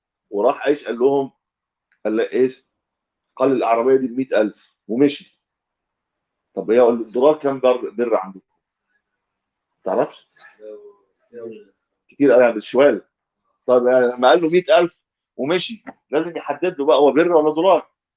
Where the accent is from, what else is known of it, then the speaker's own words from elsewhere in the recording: Egypt; لكن لو العمله واحده زي عندنا في مصر